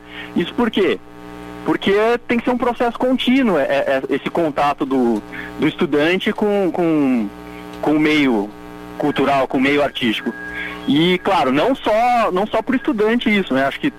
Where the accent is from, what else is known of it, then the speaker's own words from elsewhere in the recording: Sinop, Mato Grosso, Brazil; Eu sou de Sinop, no Mato Grosso.